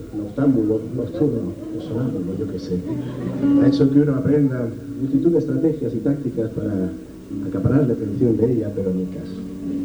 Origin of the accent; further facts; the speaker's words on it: Madrid, Community of Madrid, Spain; Yo soy de Madrid, nadie es perfecto.